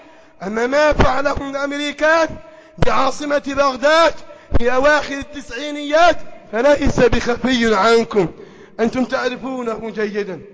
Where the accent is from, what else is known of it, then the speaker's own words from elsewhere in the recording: Egypt; اللهم احفظ بلدنا مصر، احفظ بلدنا مصر، احفظ بلدنا مصر